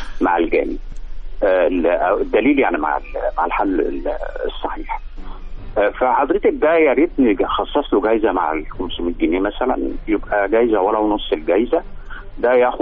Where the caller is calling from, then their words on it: Cairo, Cairo Governorate, Egypt; من القاهره.